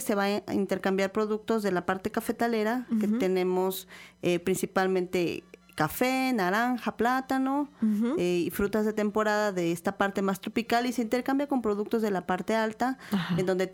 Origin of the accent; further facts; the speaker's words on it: Ixhuatlán del Café, Veracruz, Mexico; yo vengo de Ixhuatlán del Café